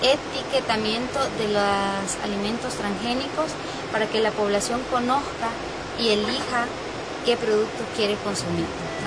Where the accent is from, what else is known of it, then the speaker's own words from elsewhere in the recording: El Salvador; soy de El Salvador